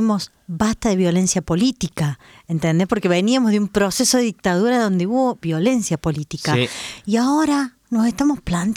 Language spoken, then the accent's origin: Spanish; Argentina; la memoria dolida que teníamos como argentinas y argentinos